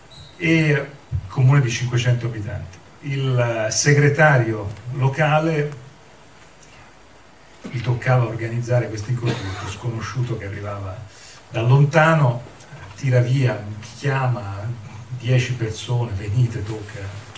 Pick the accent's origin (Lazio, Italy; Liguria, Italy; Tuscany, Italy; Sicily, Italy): Tuscany, Italy; Pisa; vengo da Pisa, sono toscano